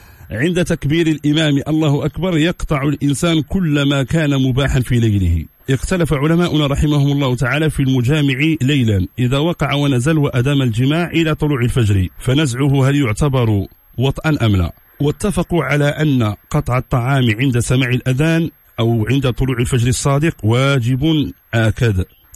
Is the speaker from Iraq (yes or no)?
no; Morocco; العمل الفاسي عندنا في المغرب